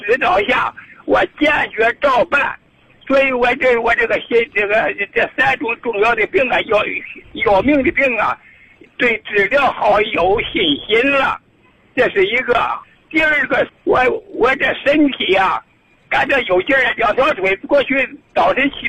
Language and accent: Chinese; Chengdu, Sichuan, China; 我是成都的青药区人。